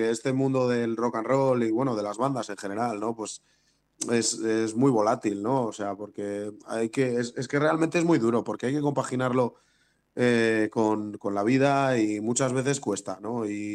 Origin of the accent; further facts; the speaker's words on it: Bilbao, Basque Country, Spain; dos, Aitor y yo, el batería y yo, somos de Bilbao